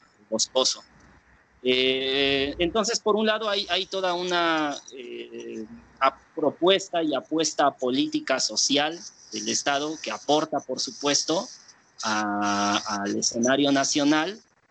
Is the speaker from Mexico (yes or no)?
yes; Oaxaca, Mexico; ese es el escenario social y que caracteriza el lugar de donde vengo. Y por otro lado, es importante mencionar que Oaxaca es uno de los estados donde se concentra el mayor número o la mayor diversidad de pueblos indígenas